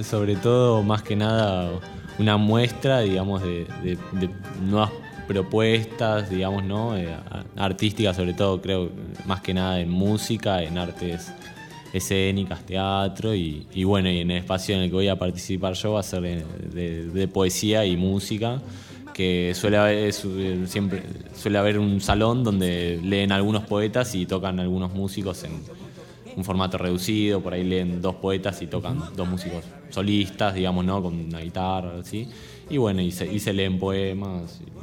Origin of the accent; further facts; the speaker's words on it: Buenos Aires, Argentina; Yo no soy del sur, o sea. Soy de Capital